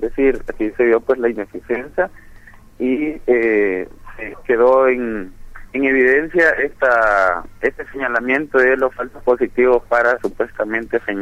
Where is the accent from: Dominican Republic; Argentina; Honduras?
Honduras; nosotros y nosotras como hondureñas vivimos acá